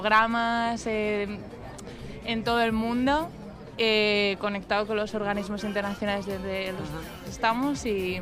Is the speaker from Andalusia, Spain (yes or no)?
no; Madrid, Community of Madrid, Spain; Bueno, soy de aquí, de España, nací en Madrid.